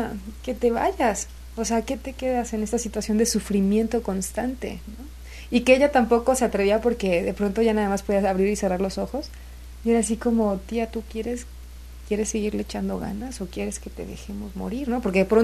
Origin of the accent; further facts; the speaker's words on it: Xalapa, Veracruz, Mexico; also born or lived in Córdoba; Yo nací en el puerto de Veracruz.